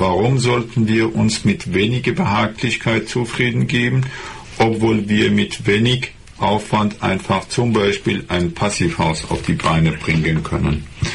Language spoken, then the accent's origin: German; Iran; German is a second language; now in Germany; Im Iran, wo ich herkomme